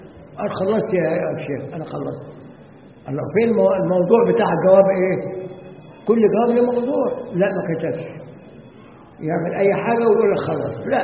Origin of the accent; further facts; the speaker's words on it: Egypt; يجي ناس عندنا في مصر يمضي ويخرج